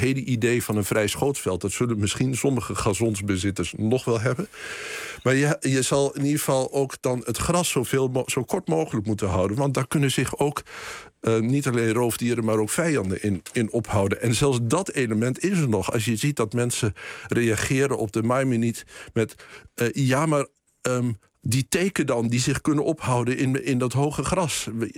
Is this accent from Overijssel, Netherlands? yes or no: yes; Boekelo, Overijssel, Netherlands; want ik ben opgegroeid in Boekelo dichtbij een bos.